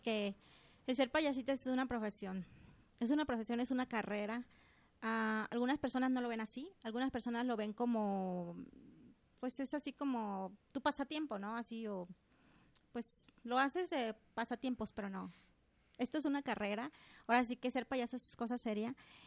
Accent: Guadalajara, Jalisco, Mexico; Yo soy originaria de aquí, Guadalajara.

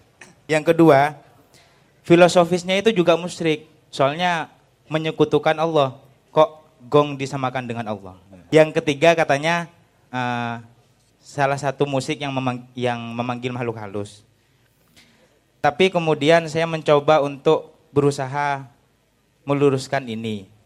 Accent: Pragaan, East Java, Indonesia; Saya asli Peragaan Sumenep.

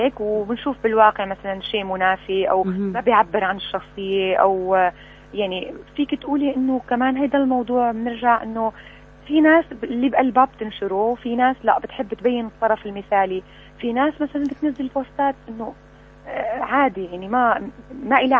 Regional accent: Syria; ونحن سوريين كلنا لازم نكون إيد وحدة ونحب بعض

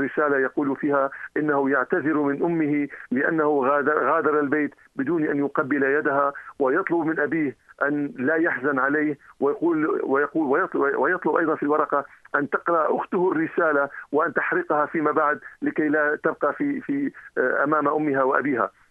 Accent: Syria; فهذا يعني أننا سوف نجلس على طاولة الحوار وعلى طاولة التفاوض كسوريين

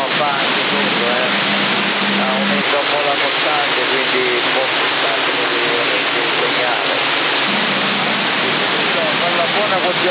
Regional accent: Sicily, Italy; Vengo dalla provincia di Catania, a 20 km da KM da Catania. Una cittadina chiamata Santa.

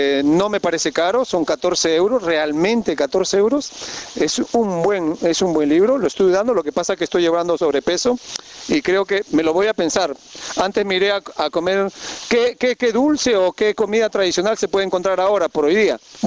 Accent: Balearic Islands, Spain; yo vengo de Mallorca, estoy de paso, he bajado ahora de Dornach, Suiza, de un congreso de agricultores ecológicos.

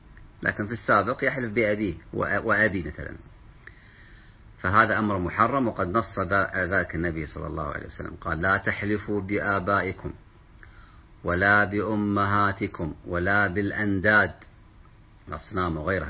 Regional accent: Kuwait; أو عندنا في الكويت ذمتك، هذه مشهورة، بذمتك

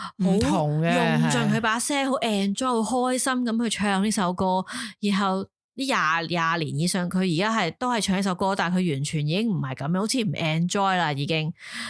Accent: Taiwan; Cantonese is a second language; 我系台湾人添，

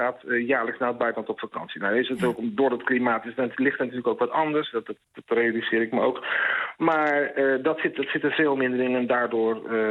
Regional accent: Netherlands; Ik denk dat als Nederlander word je een beetje opgevoed

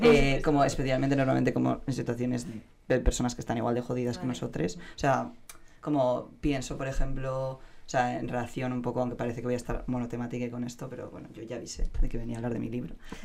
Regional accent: San Sebastián, Basque Country, Spain; soy donostiarra

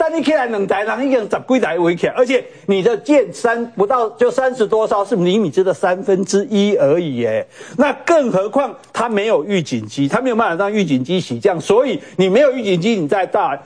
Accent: Kaohsiung, Taiwan; 我们高雄人有人从琉球出海出去看飞弹

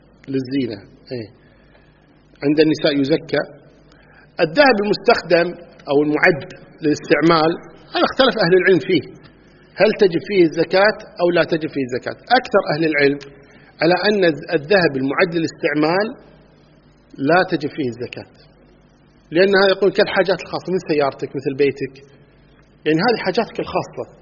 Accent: Kuwait; مثل أهل البادية مثلا عندنا في الكويت هنا

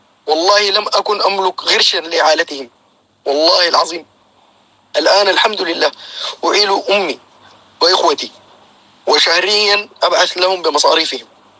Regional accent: Sudan; moved away as an adult; now in United Arab Emirates; طلعت من السودان لغاية سافرت عن طريق الدولة اسمها أريتريا، ومن أريتريا إلى دبي

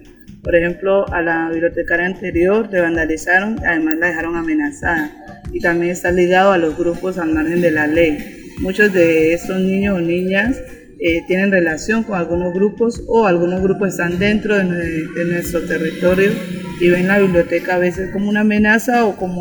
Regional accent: Barbacoas, Nariño, Colombia; vengo del municipio de Barbacoas

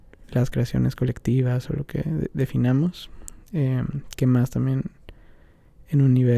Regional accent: Mexico; también vengo de México

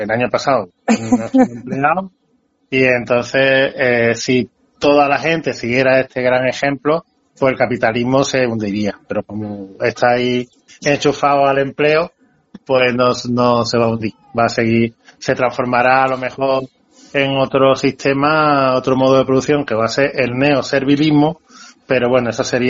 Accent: Seville, Andalusia, Spain; born there; Nací en Sevilla, en una casa de vecinos, en la cama de mi madre, porque mi madre no tenía dinero para llevarme al hospital

